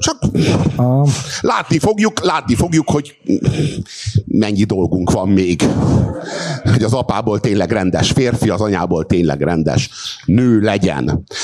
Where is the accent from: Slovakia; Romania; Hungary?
Hungary; Bazd meg, magyar vagyok!